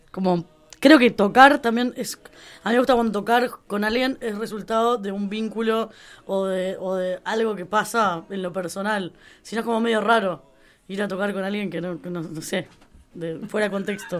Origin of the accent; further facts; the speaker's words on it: Montevideo, Uruguay; Bueno, yo soy de Uruguay, de Montevideo